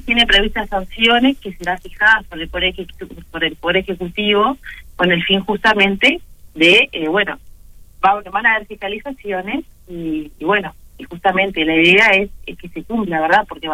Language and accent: Spanish; Uruguay; saber qué talles somos los uruguayos